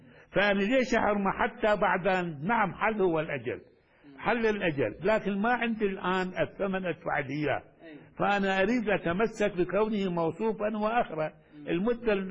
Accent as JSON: {"language": "Arabic", "town": "Baghdad", "region": "Baghdad Governorate", "country": "Iraq", "said": "مثل كما عندنا في بغداد. يعني إلى الآن كنت أتذكر هذا"}